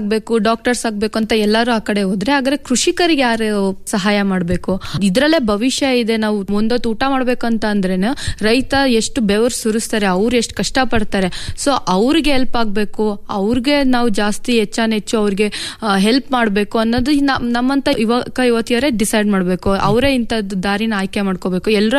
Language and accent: Kannada; Chikkabennur, Karnataka, India; ನಾನು ಮೂಲತಃ ಚಿಕ್ಕಬೆನ್ನೂರು ಗ್ರಾಮದ ಚಿತ್ರದುರ್ಗ ಜಿಲ್ಲೆಯವಳು.